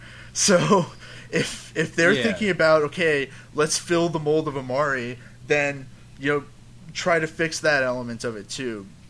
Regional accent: Dallas, Texas, United States; Hey, you know I'm from Dallas.

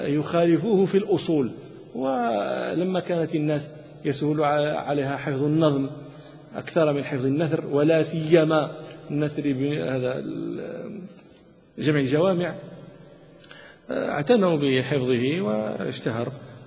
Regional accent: Morocco; والآن يدرس في عندنا في المغرب

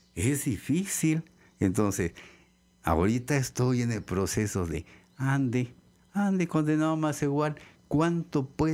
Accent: Xalapa, Veracruz, Mexico; ahora, recién vuelvo a mi terruño, a Jalapa. Aquí nací. Aquí nací, aquí crecí, aquí me hice biólogo, y aquí me deshice y me hice artista.

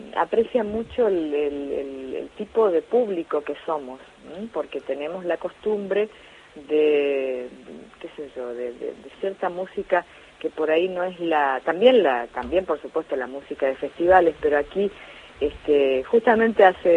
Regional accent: Resistencia, Chaco, Argentina; nosotros que somos chaqueños, en mi caso, bueno, soy chaqueña, soy nacida en Resistencia

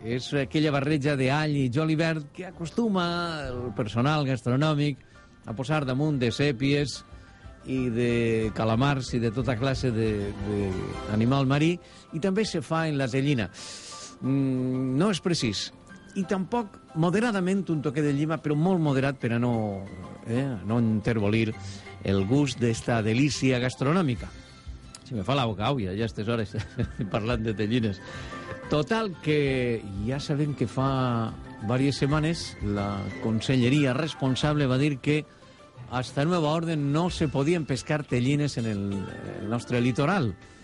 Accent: Gandia, Valencian Community, Spain; Dels que som de Gandia

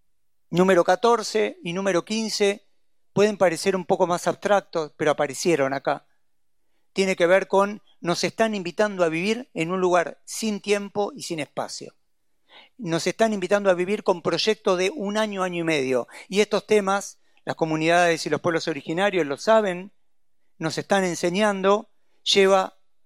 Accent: Buenos Aires, Argentina; Yo soy porteño y quiero una Buenos Aires vivible.

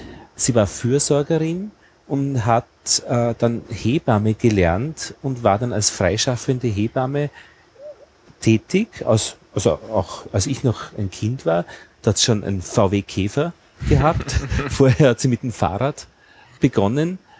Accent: Braunau am Inn, Upper Austria, Austria; Und aufgewachsen bin ich in die Schule gegangen in Braunau am Inn.

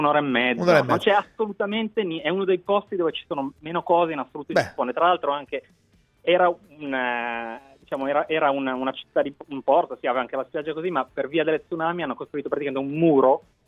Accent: Naples, Campania, Italy; now in Tokyo, Japan; Napoletano verace.

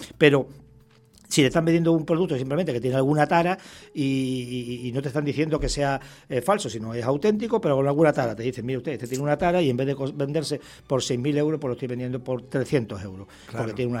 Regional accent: Extremadura, Spain; Yo ya me siento canario, aunque ya saben que soy extremeño, pero soy extremeño canario o canario extremeño.

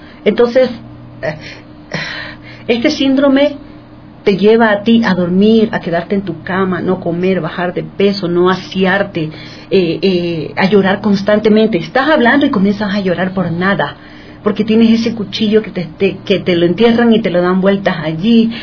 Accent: Ecuador; Yo soy ecuatoriana y cuando yo escucho mi acento, yo soy loca de ellos.

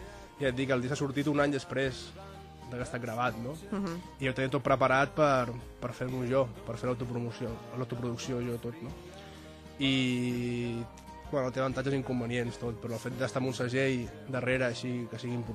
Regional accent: El Masnou, Catalonia, Spain; Jo soc del Masnou, sí.

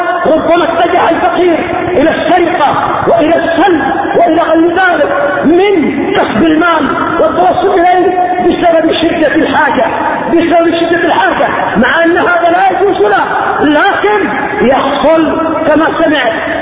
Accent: Yemen; قضية الفقراء خصوصا عندنا في اليمن

